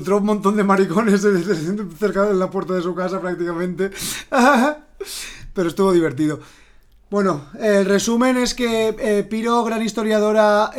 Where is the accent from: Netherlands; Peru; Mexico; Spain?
Spain; Valencia, Valencian Community; nosotros somos del Cabañal. El Cabañal es un barrio muy particular